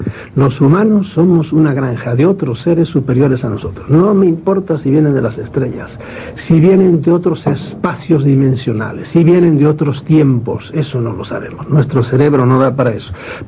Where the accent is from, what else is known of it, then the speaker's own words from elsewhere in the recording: Galicia, Spain; now in Madrid, Spain; Yo soy gallego y estoy en Madrid, ¿verdad? Y ahora pues soy madrileño, pero sigo siendo gallego